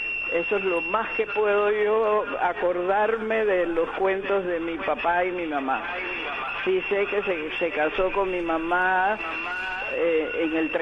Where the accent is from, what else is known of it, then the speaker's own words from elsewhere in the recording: Chitré, Herrera, Panama; born there; ellos tenían una casa grande donde yo nací en Chitré, pero cuando ellos se vinieron a Panamá